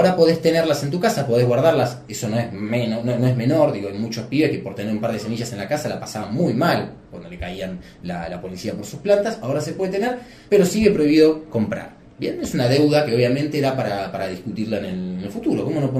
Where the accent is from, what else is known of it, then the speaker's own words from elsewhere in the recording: Argentina; Creo que iniciamos como país, y con todo el trabajo que nos cuesta como argentinos, un proceso de construcción desde hace varios años de una nueva nación